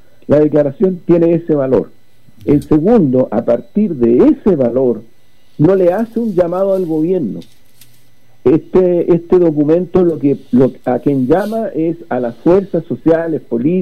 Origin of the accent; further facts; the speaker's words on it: Chile; necesitamos como pueblo chileno superar este capitalismo salvaje